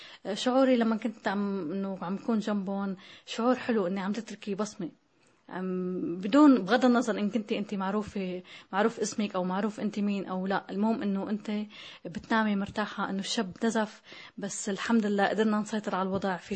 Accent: Tartus, Tartus Governorate, Syria; كتبت أنا من طرطوس هون رسالة لحتى ندل علينا نحن

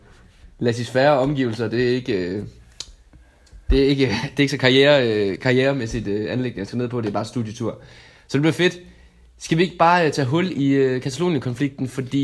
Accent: Region of Southern Denmark, Denmark; Ja, der kan jeg allerede som dansker, især som sønderjyde, sige, at det vil vi stik ikke

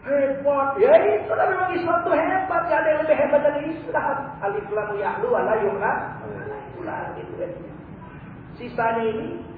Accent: Medan, North Sumatra, Indonesia; Tadi itu terjadi di kampung saya di Medan.

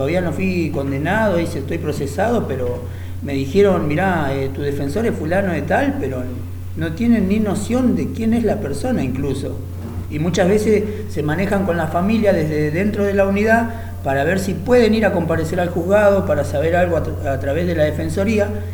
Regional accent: Buenos Aires, Argentina; mira, más allá de que soy de Buenos Aires, ¿no?

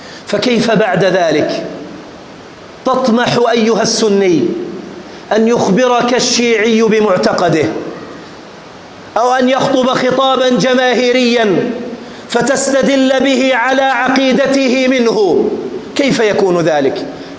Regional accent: Jordan; احفظ بلدنا الأردن

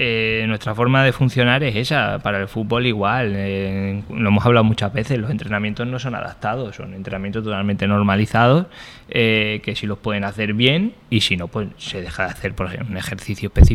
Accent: Extremadura, Spain; Yo es que no soy alicantino, soy extremeño.

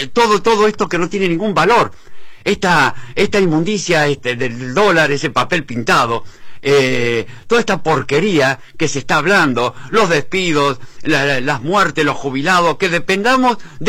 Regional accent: Argentina; Los culpables somos cada argentino que no reaccionamos contra toda esta basura.

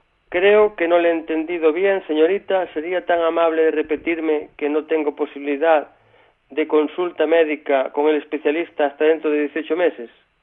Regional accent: Galicia, Spain; porque somos galegos, non vamos falar mal de Galicia

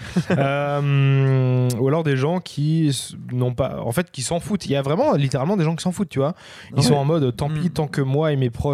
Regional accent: France; en tant que Français, bien sûr, on est

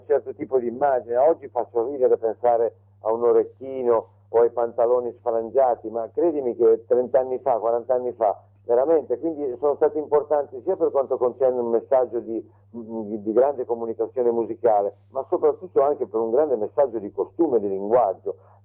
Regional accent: Genoa, Liguria, Italy; siamo genovesi, liguri di origine, siamo un po' chiusi sulla nostra costa

